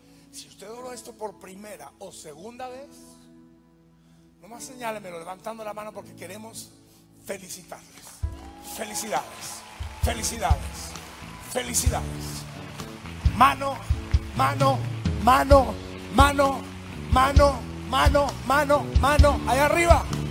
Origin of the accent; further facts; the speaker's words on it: northern Mexico, Mexico; Perdonen la confianza, pero soy del norte de México, somos confianzudos.